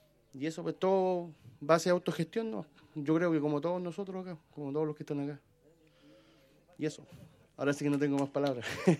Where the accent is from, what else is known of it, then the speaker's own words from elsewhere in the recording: Nueva Imperial, Araucanía, Chile; Nosotros somos de acá de Imperial, ¿cachai? Llevamos años, más de 10 años ya, haciendo música.